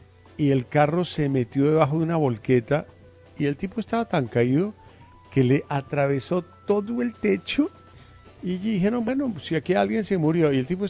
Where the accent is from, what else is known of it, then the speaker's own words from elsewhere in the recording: Guaduas, Cundinamarca, Colombia; A mis 18 años en mi pueblo Guaduas llevaba en mi camioneta unos productos.